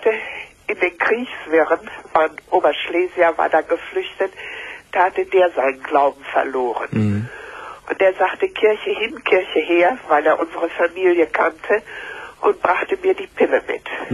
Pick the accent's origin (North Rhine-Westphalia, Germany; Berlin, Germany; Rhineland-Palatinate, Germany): North Rhine-Westphalia, Germany; Paderborn; born there; ich bin gebürtige Paderbornerin.